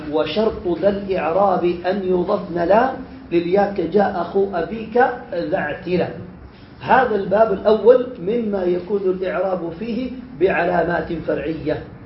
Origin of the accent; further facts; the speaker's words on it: Yemen; وما زال عندنا في اليمن يستخدمون